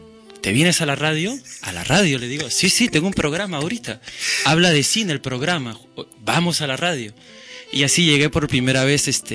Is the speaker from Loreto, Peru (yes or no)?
no; Lima, Peru; now in Barcelona, Spain; Yo soy de Lima, Perú, del distrito de Barranco, un distrito bohemia. Soy cuarta generación de barranquino porque toda mi familia ha vivido en Barranco y hace 10 años que ya camino por las calles de Barcelona.